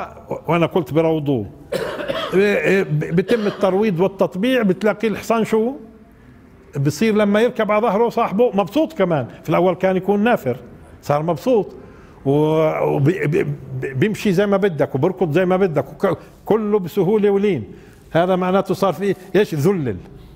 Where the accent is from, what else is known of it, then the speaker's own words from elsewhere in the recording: Palestine; وهذا غير مألوف عندنا في فلسطين بالمرة